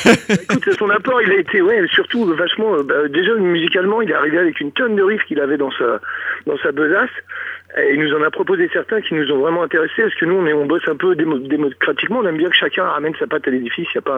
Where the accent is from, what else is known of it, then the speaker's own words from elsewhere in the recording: Île-de-France, France; On est du Val d'Oise